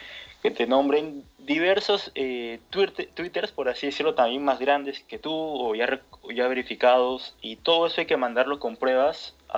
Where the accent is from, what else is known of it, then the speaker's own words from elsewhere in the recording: Chiclayo, Lambayeque, Peru; now in Trujillo, Peru; yo tengo 19 años, soy de Perú, soy chiclayano, soy del norte de Perú.